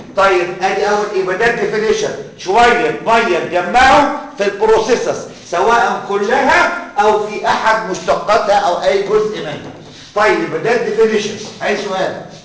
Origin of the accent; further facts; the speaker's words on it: Egypt; جماعه احنا عندنا في مصر في حاجه اسمها فيلاريس مشهوره جدا